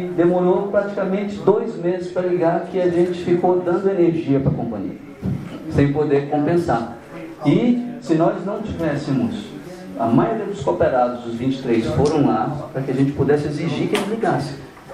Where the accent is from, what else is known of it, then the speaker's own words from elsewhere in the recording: Amazon, Brazil; Lá no norte do Brasil, na Amazônia.